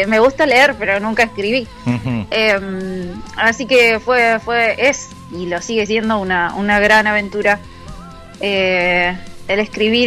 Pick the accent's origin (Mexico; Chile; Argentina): Argentina; Trevelin, Chubut; Y yo soy de Trevelin.